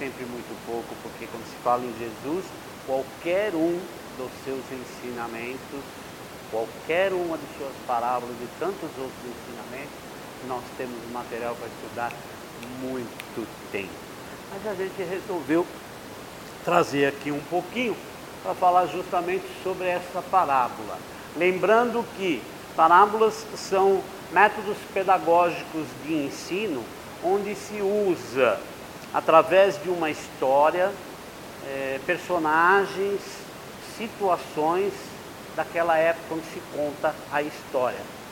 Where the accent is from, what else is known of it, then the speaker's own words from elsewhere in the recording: São Paulo, Brazil; estou aqui com a minha esposa Neide. Nós somos lá do Jardim Tremembé.